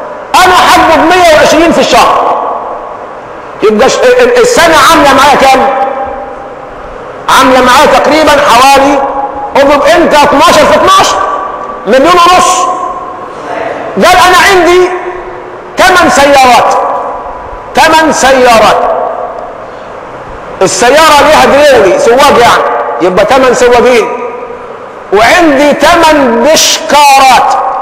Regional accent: Egypt; إحنا كمصريين عندنا شيء من الفضول كده

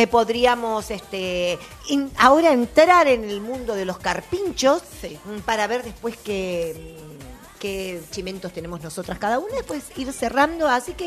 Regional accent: Argentina; Porque viste como somos los argentinos.

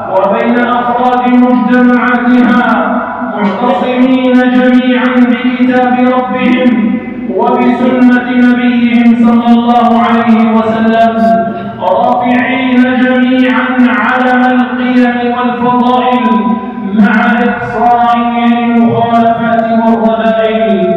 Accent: Algeria; ها هي بلادنا الجزائر تعيش في أمن واستقرار

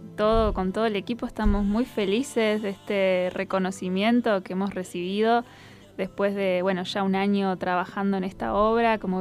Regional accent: La Pampa, Argentina; ahora feliz de poder hacerla en mi tierra natal, en La Pampa

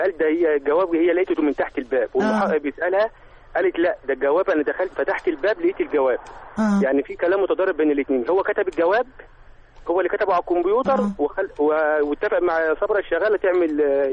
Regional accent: Giza, Giza Governorate, Egypt

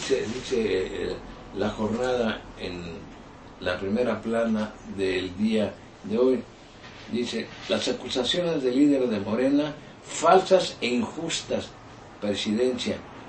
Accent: Mexico; yo, como mexicano, como ciudadano, estoy indignado

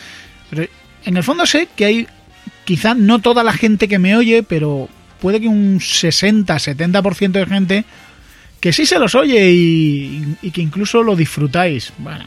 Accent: Andalusia, Spain; Es un tío que es divertido en sí mismo, como muchos andaluces lo somos.

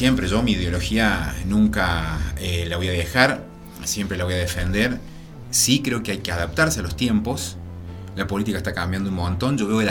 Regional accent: Mina Clavero, Córdoba, Argentina; lo que a mí me movilizó era hacer algo por mi pueblo, por mi lugar.

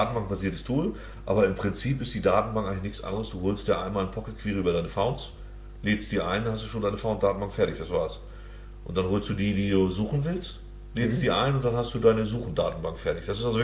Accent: Hamburg, Germany; als Hamburger muss man die Seite auch lieben

